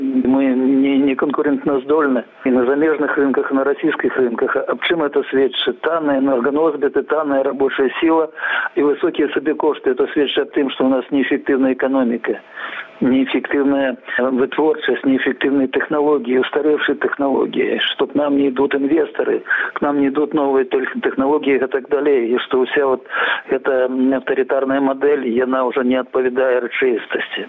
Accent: Belarus; Добро, мы, белорусы, погодимся, давайте нам $1000

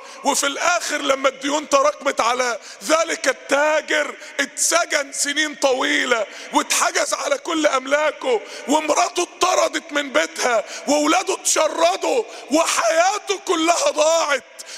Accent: Egypt; تاني احنا عندنا في مصر 40% من الشعب تحت خط الفقر

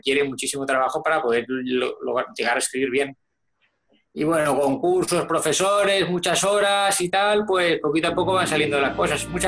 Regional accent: Basque Country, Spain; moved away as an adult; yo nací en el País Vasco, que es donde he vivido pues casi toda mi vida, hasta hace 6 años.

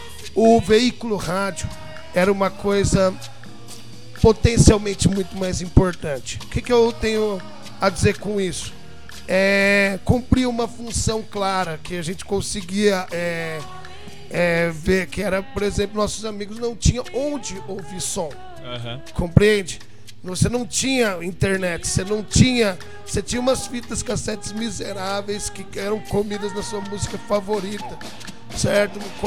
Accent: São Carlos, São Paulo, Brazil; Um autêntico São Carlense. Um autêntico São Carlense. E venho daqui mesmo.

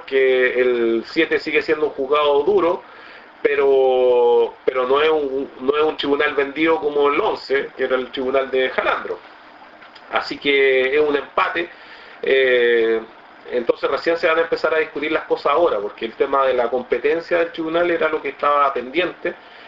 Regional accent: Chile; creo que tenemos que ser decentes como chilenos

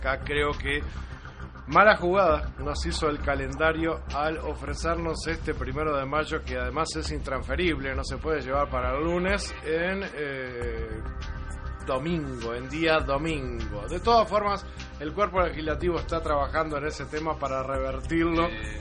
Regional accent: Uruguay; Uruguay es un país que ha adoptado a los mártires de Chicago como uruguayos, como propios. Y siempre gustamos de abandonar las tareas el primero de mayo.

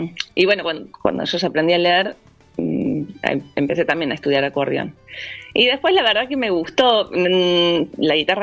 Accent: La Cumbre, Córdoba, Argentina; yo nací en La Cumbre y me crié en La Cumbre, digamos que hasta los 18 viví todo el tiempo en La Cumbre. Después, como en ese pueblito que es muy chico, no, bueno, ahora ya es ciudad

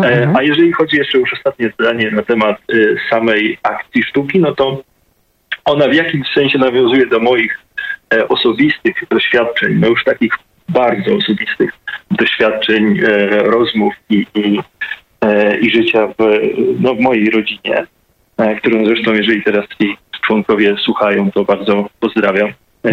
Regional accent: Pionki, Masovian Voivodeship, Poland; Ja faktycznie pochodzę z małego miasta postrobotniczego, miasta, które jest bardzo ciekawym przykładem, bo właściwie całe zostało ufundowane na istniejących tam właśnie w moich rodzinnych pionkach, na zakładach broni

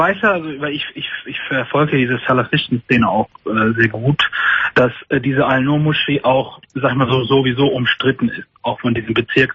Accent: Germany; weil ich bin Deutscher, ich habe eine deutsche Mutter und ich sehe auch deutsch aus. Ich habe zwar nur einen anderen Glauben, aber ich fühle mich als Deutscher.

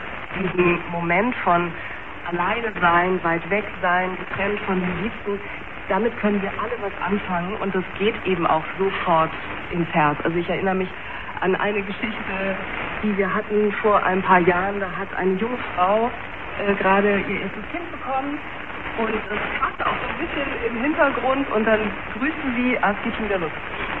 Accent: South Germany, Germany; now in Hamburg, Germany; weil ich ja kein originäres Nordlicht bin. Manchmal vergesse ich das selbst, aber ich bin ja im Süden groß geworden und auch sozialisiert worden.

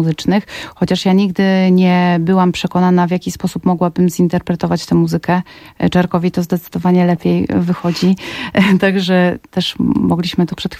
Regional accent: Masovian Voivodeship, Poland; jestem kurpianką, więc muzyka kurpiowska jest mi bardzo bliska z takiego powodu ekspresji, tak bym to nazwała. I też w moim śpiewie podobno można usłyszeć takie kurpiowskie zaśpiewy.

